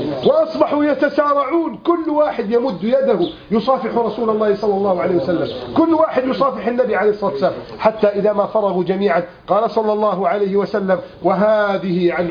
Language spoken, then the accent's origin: Arabic; Egypt; كم رأينا بفضل الله في بلدنا مصر